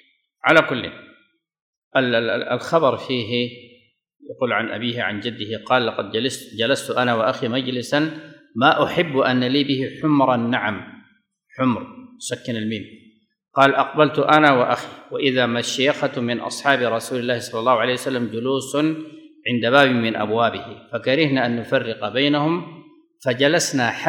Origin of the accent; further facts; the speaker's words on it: Sudan; هذا كان يقال عندنا في السودان